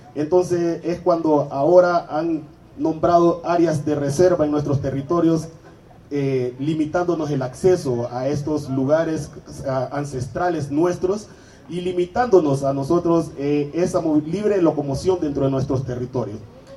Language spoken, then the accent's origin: Spanish; Honduras; nosotros como hondureños y que formamos parte de la Organización Fraternal Negra de Honduras, OFRANE